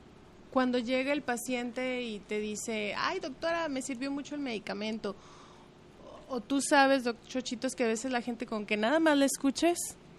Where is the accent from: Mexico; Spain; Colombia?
Mexico; Guadalajara, Jalisco; De aquí, de Guadalajara.